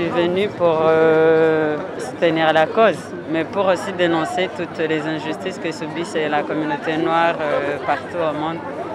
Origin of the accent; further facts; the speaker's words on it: Maromme, Normandy, France; Moi, je suis de Marom.